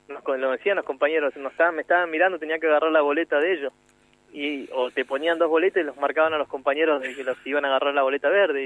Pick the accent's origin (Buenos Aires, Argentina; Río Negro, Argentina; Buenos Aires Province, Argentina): Río Negro, Argentina; Catriel; De donde soy yo